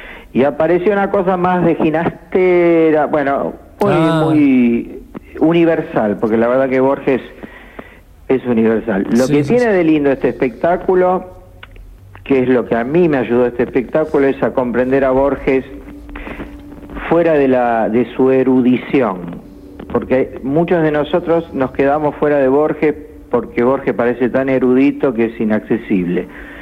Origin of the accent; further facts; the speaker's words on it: La Paternal, Buenos Aires, Argentina; also born or lived in Morón; Yo crecí en la Paternal, pero a los 6 me fui a Morón. Provincia de Buenos Aires.